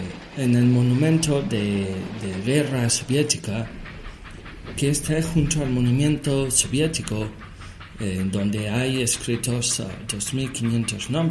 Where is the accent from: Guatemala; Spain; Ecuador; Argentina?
Argentina; Buenos Aires; Che, yo vengo de Buenos Aires y de Carro Quemado.